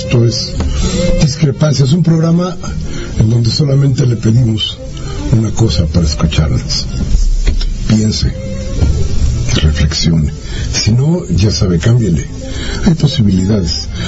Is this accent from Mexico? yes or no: yes; Mexico; que político soy mexicano